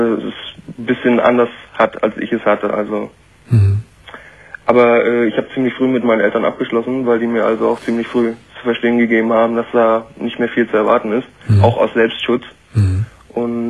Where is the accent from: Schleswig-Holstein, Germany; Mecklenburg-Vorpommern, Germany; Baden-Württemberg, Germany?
Mecklenburg-Vorpommern, Germany; Rostock; dann war die Wende damals zu der Zeit, ich komme aus Rostock ehemals, und das war ziemlich viel.